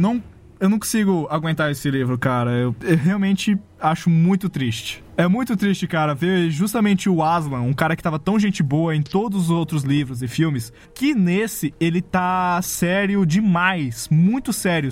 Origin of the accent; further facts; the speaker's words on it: Acre, Brazil; eu sou o imaginário que sou do Acre lá.